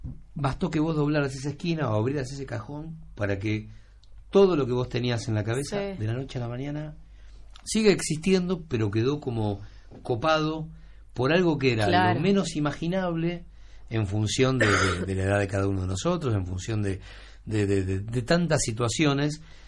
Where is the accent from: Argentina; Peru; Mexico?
Argentina; se nos hace desde afuera, como argentinos